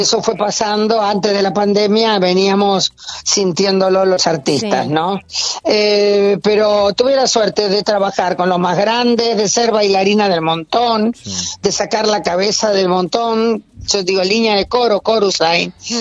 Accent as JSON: {"language": "Spanish", "region": "Buenos Aires", "country": "Argentina", "tie": "born or raised there", "said": "yo nací en Barrio Norte, pero me crié, no es que me mudé."}